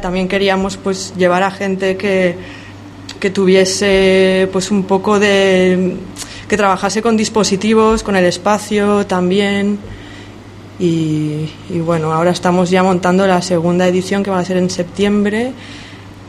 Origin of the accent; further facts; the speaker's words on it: Lleida, Catalonia, Spain; yo soy de Lleida, fui a unos conciertos a Juneda, tenía 16 años